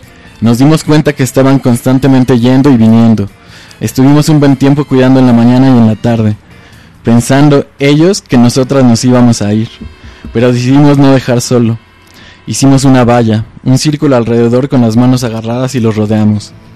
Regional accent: San Andrés Villaseca, Retalhuleu, Guatemala; now in Quetzaltenango, Guatemala; Soy originaria de San Andrés Villaseca, que pertenece a Reu, pero me vine para acá, y aquí me vine a casar. Me quedé en Xela. De aquí son mis hijos y mi esposo. Tenemos 40 años de vivir aquí en el cantón Chitay.

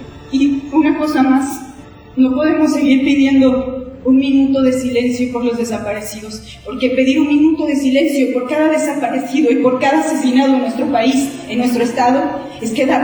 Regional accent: Acatlán, Guerrero, Mexico; Tengo 27 años, me dedico a la gestión y a la producción cultural desde los 14, con un colectivo en mi pueblo, en un pueblo náhuatl, de aquí de Guerrero, en Acatlán.

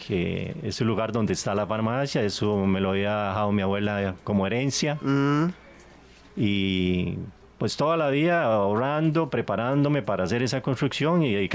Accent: Aserrí, San José, Costa Rica; yo nací acá en acerriseño, por supuesto, por los cuatro costados. Nací, estudié, crecí y vivo en Acerrí. Nací hace 70 años ya, 11 de febrero de 1950.

